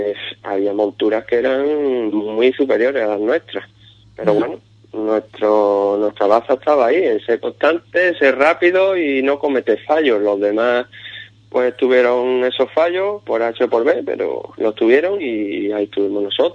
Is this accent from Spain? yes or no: yes; Ubrique, Andalusia, Spain; yo este año me he privado de correr la subida Ubrique, que es la subida de mi pueblo y que me encanta.